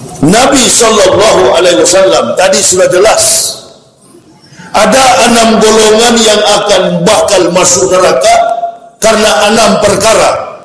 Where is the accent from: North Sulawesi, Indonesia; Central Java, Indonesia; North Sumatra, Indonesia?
North Sulawesi, Indonesia; Manado; Saya ini orang Manado, lahir dan besar di Manado, sekolah di Manado, Manado asli. Enggak ada campuran. Nenek moyang opa-oma saya asli Manado.